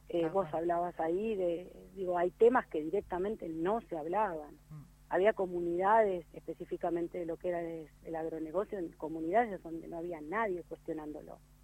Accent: Pergamino, Buenos Aires Province, Argentina; yo voy a delatar toda mi edad, digo, desde el manual bonaerense, yo soy nacida y criada en Pergamino

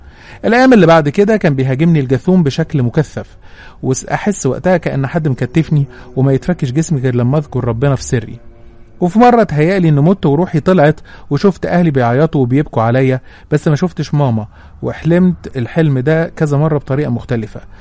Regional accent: Cairo, Cairo Governorate, Egypt; وقتها كنت بدرس في اسكندريه وانا من اهل القاهره، كنت قاعده في سكن الطلبه

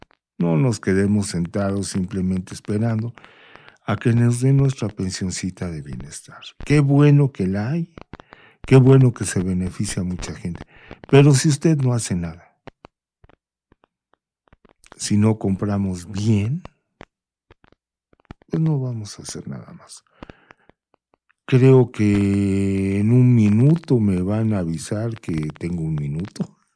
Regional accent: Mexico; vamos a llenarnos de todo lo que nos hace grandes como mexicanos.

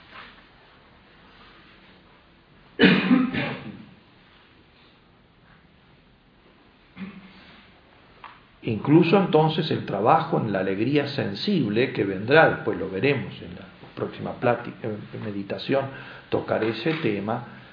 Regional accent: Syria; moved away; Una de las sorpresas más grandes que me llevaba cuando salí de Siria es levantarme a la mañana, levantar la perillita y se prendía la luz. En Siria no teníamos luz, vivíamos en un sótano.

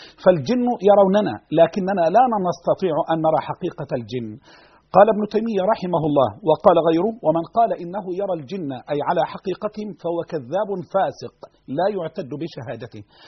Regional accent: Egypt; أعوذ بالله أن أقول أنا مصري وأنت سعودي

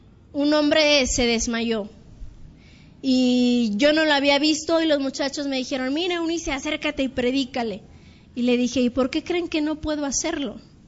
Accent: Mexico; Está habiendo mucho problema en la actualidad para nosotros como misioneros mexicanos.

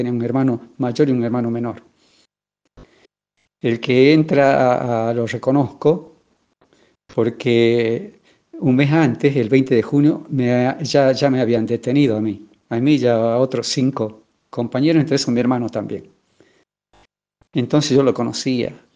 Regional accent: Ledesma, Jujuy, Argentina; moved away as an adult; also born or lived in Bolivia; aunque nací en Bolivia, me crié en Ledesma. O sea, desde los 6 años que viví en Ledesma hasta que terminé la escuela normal, o sea, la secundaria, y luego me fui a estudiar a Tucumán

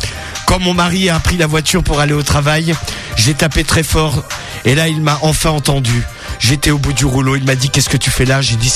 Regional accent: Reims, Grand Est, France; Je suis de Reims et je suis ici pour parler de mon addiction.

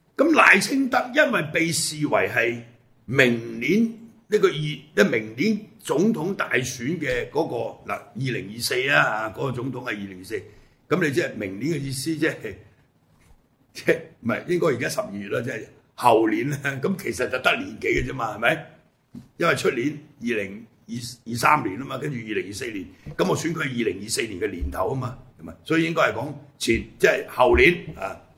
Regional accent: Hong Kong; 我哋香港人啊，或者對台灣政治唔係好了解

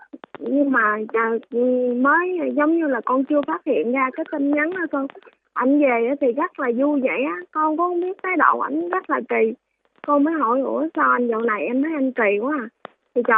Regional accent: Bac Lieu, Vietnam; Dạ, quê con thì ở Bạc Liêu

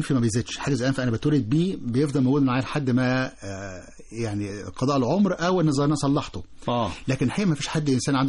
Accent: Egypt; كلمة البرد برضو عندنا في مصر بتنطق على اي واحد مراخيره مسدودة

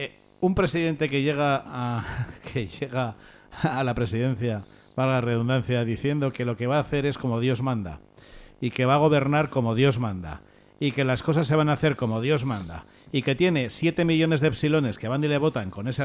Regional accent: Spain; nosotros vamos a ser ese colectivo, los españoles

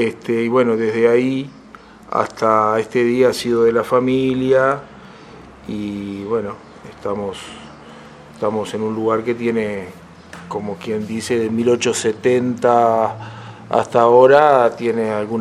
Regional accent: San Ramón, Canelones, Uruguay; also born or lived in Montevideo; Y me crié acá en San Ramón, nací en Montevideo, en el Círculo Católico. Viví toda la vida acá en San Ramón

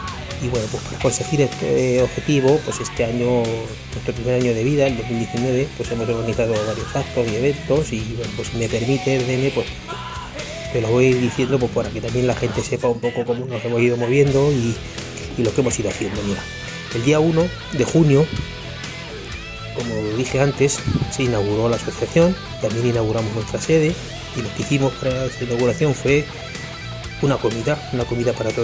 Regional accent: Villacañas, Castilla-La Mancha, Spain; lo que queremos es recalcar que somos de Villacañas y es nuestro homenaje a nuestro pueblo.

